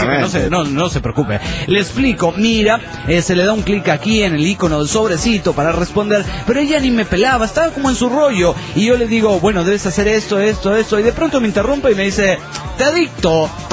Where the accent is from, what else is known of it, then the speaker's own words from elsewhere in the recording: Villamontes, Tarija, Bolivia; de Villamontes, Tarija, Bolivia.